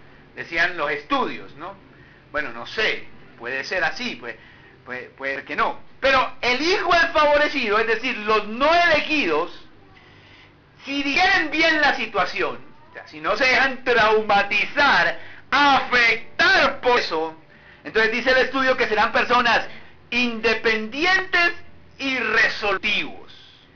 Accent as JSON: {"language": "Spanish", "town": "Barranquilla", "region": "Atlántico", "country": "Colombia", "said": "yo vine de Barranquilla"}